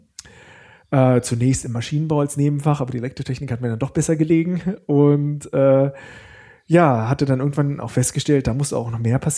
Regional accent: Bad Pyrmont, Lower Saxony, Germany; now in Karlsruhe, Germany; Ich komme nicht aus Karlsruhe, wo wir jetzt auch gerade sind, sondern aus Niedersachsen, aus einem schönen Städtchen Bad Pyrmont.

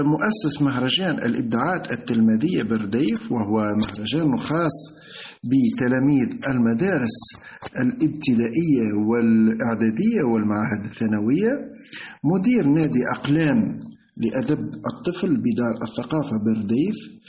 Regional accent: Redeyef, Gafsa Governorate, Tunisia; born there; من مواليد 1970 بمدينة أرديف من ولاية قفصة، خريج كلية الأداب والعلوم الإنسانية بالقيروان، مدرس لغة فرنسية بالمعاهد التونسية منذ سنة 1993،

